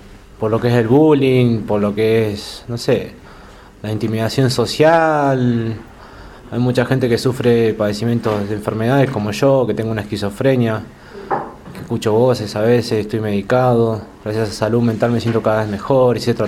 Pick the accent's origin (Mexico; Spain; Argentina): Argentina; Buenos Aires; also born or lived in Bariloche; me crié un poco en Buenos Aires, también en Bariloche, más en Buenos Aires que en Bariloche en mi infancia.